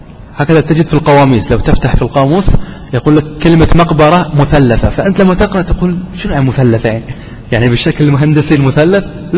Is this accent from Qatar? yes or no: yes; Qatar; حتى عندنا في قطر يعني هذا الكتاب مقرر عندنا في المعهد، في معهد الدعوة،